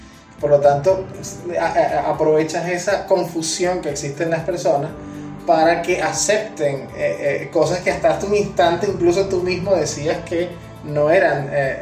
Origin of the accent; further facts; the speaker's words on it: Venezuela; es algo que nunca como venezolanos nos imaginamos que íbamos a tener que hacer, importar gasolina.